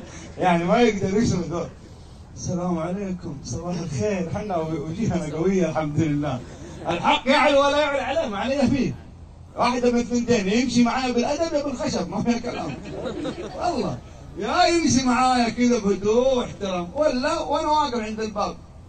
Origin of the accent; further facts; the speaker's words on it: Jeddah, Makkah Province, Saudi Arabia; عندنا في جدة منطقة اسمها أبحر على البحر